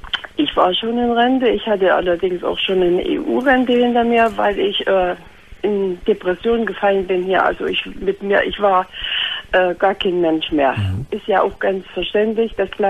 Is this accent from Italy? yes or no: no; Saxony, Germany; moved away as an adult; Das ist an meinem Akzent. Hör, ich komme aus Sachsen.